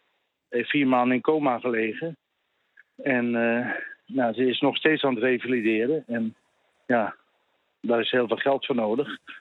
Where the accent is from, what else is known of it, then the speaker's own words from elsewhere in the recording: Haarlem, North Holland, Netherlands; Nou ja, ik kom zelf uit Haarlem.